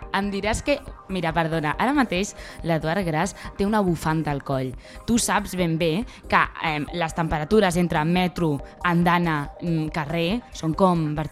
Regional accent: L'Hospitalet de Llobregat, Catalonia, Spain; com ja sabeu, soc d'Hospitalet, que lo llevo en la sangre

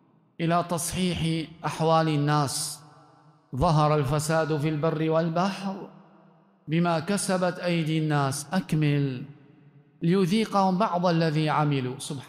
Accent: Libya; في بلدنا ليبيا أو في بلد المغرب أن الأمر جد

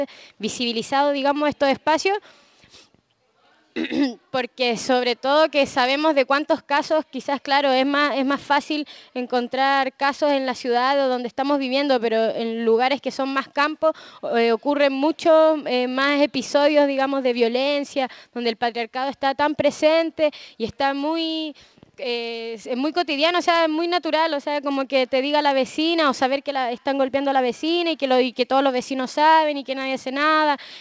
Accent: Valparaíso, Chile; Santiago, Valparaíso, yo soy de Valparaíso

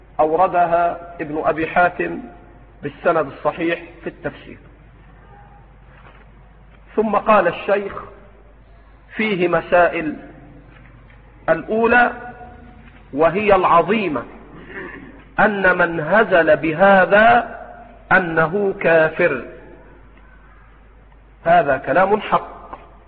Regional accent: Egypt; في مثل بلدنا مصر

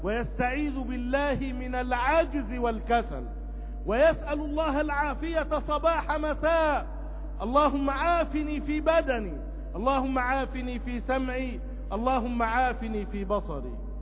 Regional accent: Egypt; اللهم احفظ بلدنا مصر بحفظك

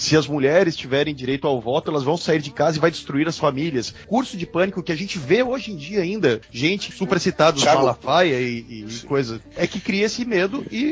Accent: Curitiba, Paraná, Brazil; born there; Eu nasci em Curitiba

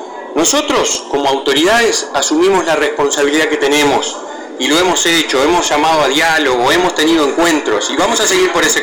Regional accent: Tacuarembó, Uruguay; Lo que a mí me enseñaron de chiquito en Tacuarembó

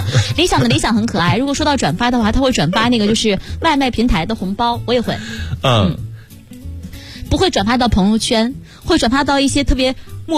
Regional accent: Harbin, Heilongjiang, China; 大家好，我是哈尔滨的

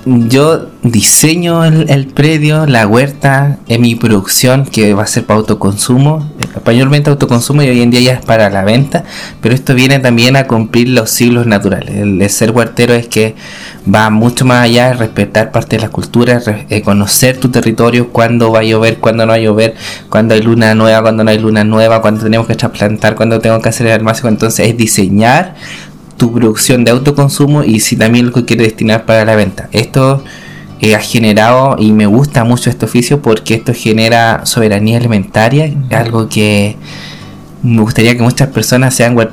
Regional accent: San Juan de la Costa, Los Lagos, Chile; vengo de Gualmapu, Afquemapu, San Juan de la Costa, la comuna de Osorno, la región de los lagos.

